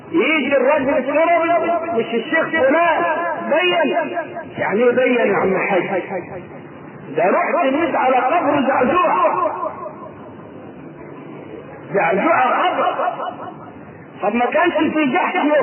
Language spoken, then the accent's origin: Arabic; Egypt; بيعدوهم كم مقام عندنا في مصر وكم مقام في البلاد الثانية